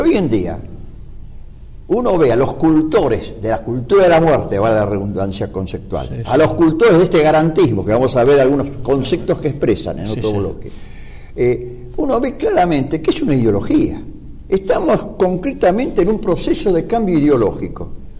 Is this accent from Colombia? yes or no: no; Argentina; como ciudadanos argentinos, permanecer indiferentes a esto.